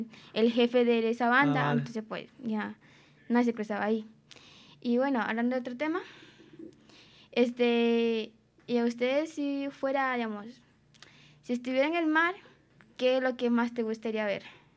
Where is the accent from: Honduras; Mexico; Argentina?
Honduras; Bueno, soy de Honduras